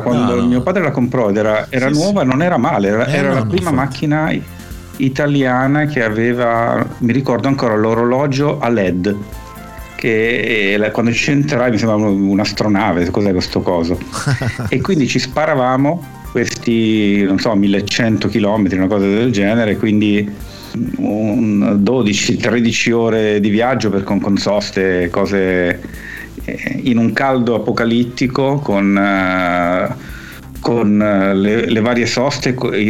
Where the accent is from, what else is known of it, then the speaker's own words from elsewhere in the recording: Milan, Lombardy, Italy; sono cresciuto a Milano. La mia famiglia è di origine napoletana, però io ho passato la grandissima parte delle mie vacanze di bimbo in Puglia